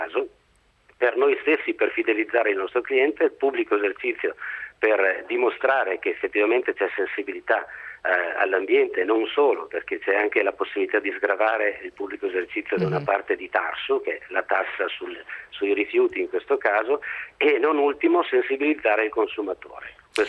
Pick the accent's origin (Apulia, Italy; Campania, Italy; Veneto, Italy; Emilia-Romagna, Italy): Veneto, Italy; Conegliano; sono veneto e in questo caso proprio di Conegliano Veneto.